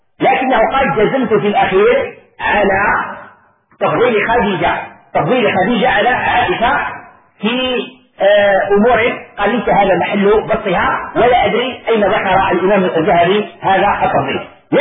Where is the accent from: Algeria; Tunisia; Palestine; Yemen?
Algeria; طبق معروف عندنا في الجزائر وفي غير الجزائر